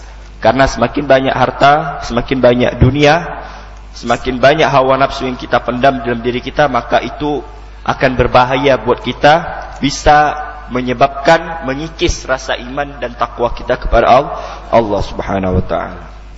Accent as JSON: {"language": "Indonesian", "town": "Pontianak", "region": "West Kalimantan", "country": "Indonesia", "tie": "born or raised there", "said": "Saya lahir di Pontianak, besar di Pontianak"}